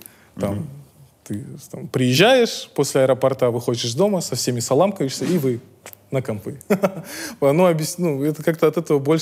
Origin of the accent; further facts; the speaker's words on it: Astana, Kazakhstan; now in Almaty, Kazakhstan; В Астане я рос, а в Алма-Ате как-то прошла моя молодость, ну, до сих пор идет.